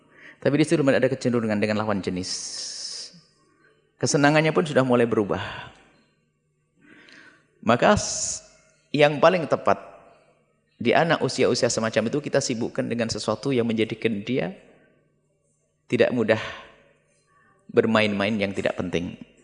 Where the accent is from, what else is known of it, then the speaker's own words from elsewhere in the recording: East Java, Indonesia; Coba kalau ketemu, saya orang Jawa Timur.